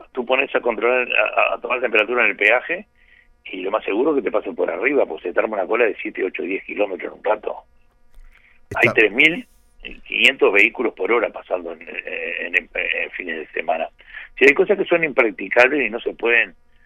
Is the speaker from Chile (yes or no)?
no; Uruguay; Somos todos uruguayos acá.